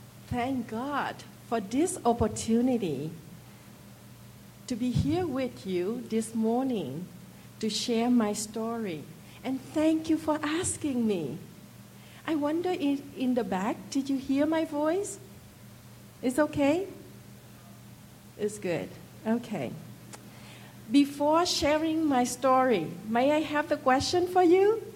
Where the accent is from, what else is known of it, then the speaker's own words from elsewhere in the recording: Trang Bang, Tay Ninh, Vietnam; English is a second language; I grew up in Trang Bang. It is a very small village in South Vietnam.